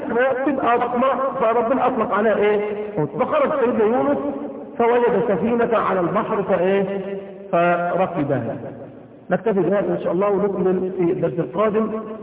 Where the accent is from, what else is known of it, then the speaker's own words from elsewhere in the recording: Egypt; واحنا عندنا في مصر بحيرة ناصر